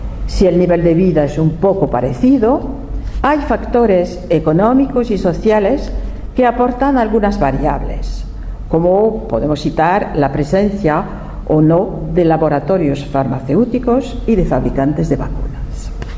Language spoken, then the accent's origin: Spanish; France; Spanish is a second language; soy francesa, he sido durante 15 años presidente de una asociación francesa